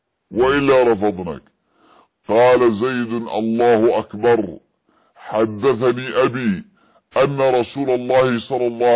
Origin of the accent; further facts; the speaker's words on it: Yemen; عندنا في اليمن